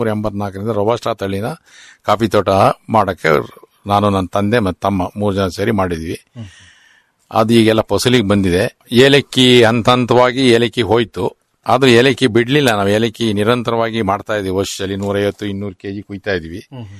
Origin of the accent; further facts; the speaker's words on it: Karnataka, India; ಪಶ್ಚಿಮಘಟ್ಟದ ಕಾಡುಗಳ ಮಧ್ಯದಲ್ಲೇ ಹುಟ್ಟಿ ಬೆಳೆದಿದ್ದು.